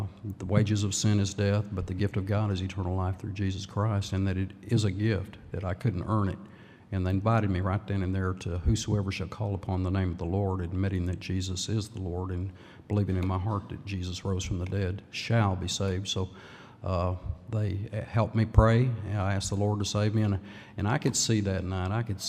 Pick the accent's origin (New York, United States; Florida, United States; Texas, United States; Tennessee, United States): Texas, United States; Lubbock; I was born in 1951 in Lubbock, Texas. My dad was an officer in the Air Force for the Korean War.